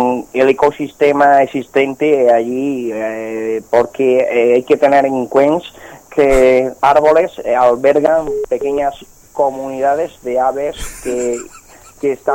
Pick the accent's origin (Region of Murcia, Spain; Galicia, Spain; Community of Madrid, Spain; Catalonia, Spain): Catalonia, Spain; L'Hospitalet de Llobregat; Yo soy de Hospitalet de Llobregat